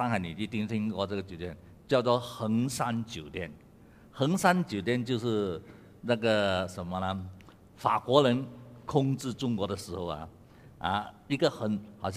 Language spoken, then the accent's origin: Chinese; Malaysia; 我老远从马来西亚过来呢